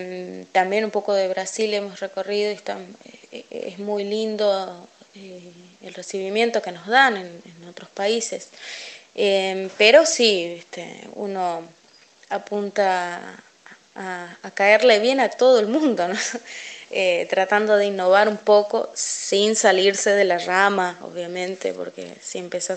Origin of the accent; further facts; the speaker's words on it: Corrientes, Argentina; also born or lived in Buenos Aires; yo soy de aquí de Buenos Aires, nací acá en Buenos Aires, pero me crié en Corrientes, allá en... estuve un tiempo viviendo con mis abuelos, sé lo que es la vida de campo realmente